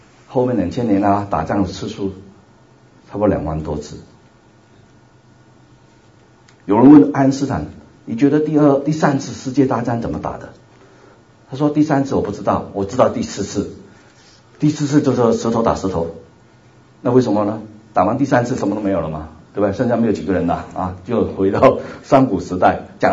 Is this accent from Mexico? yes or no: no; Hong Kong; first language Cantonese; Chinese is a second language; also born or lived in Taiwan; 我是来自香港，所以你要听我讲道的话需要点那个耐性啊，因为广东人讲国语的话是有点吃力的啊